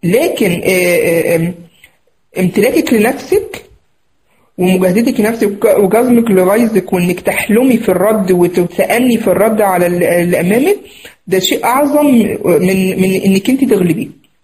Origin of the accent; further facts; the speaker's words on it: Egypt; زي ما بنقول عندنا في مصر هنا، مفيش حد يغلبه